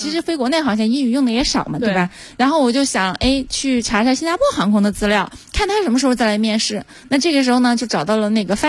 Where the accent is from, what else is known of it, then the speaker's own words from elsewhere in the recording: Sichuan, China; 就是我是四川人嘛，然后老家的一个